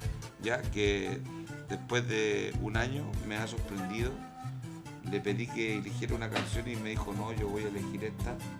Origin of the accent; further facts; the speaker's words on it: Chile; nosotros como chilenos hemos abierto las puertas